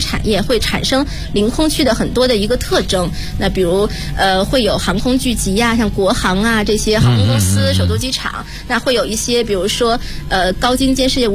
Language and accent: Chinese; Beijing, China; 所以我去年是以我长大的这个广内街道